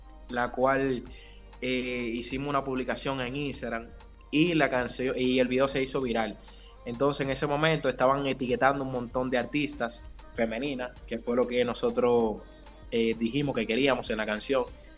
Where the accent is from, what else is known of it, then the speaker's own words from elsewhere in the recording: Dominican Republic; now in Madrid, Spain; Yo soy de República Dominicana y me encuentro radicado en España.